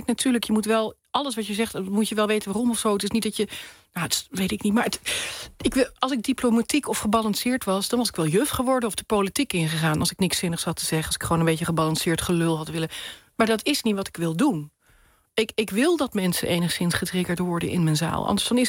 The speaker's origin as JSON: {"language": "Dutch", "town": "Nuland", "region": "North Brabant", "country": "Netherlands", "said": "Nou, ik kom uit Nuland, iedereen alvast weet, ik kom daar vandaan."}